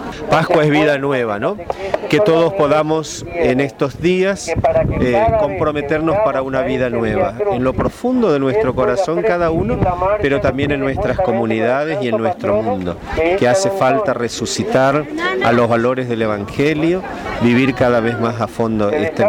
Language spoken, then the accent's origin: Spanish; Formosa, Argentina; Los que vinimos de Formosa como peregrinos